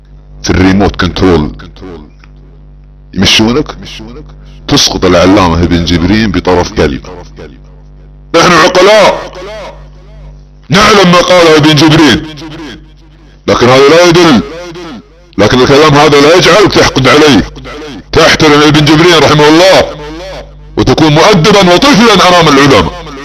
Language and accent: Arabic; Saudi Arabia; على سبيل المثال بعض الدعاة عندنا في السعودية